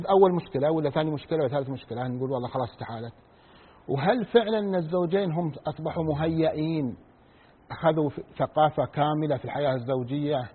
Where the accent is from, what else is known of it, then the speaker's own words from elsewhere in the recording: Saudi Arabia; عندنا في المملكة العربية السعودية حالات الطلاق تزيد عن 50,000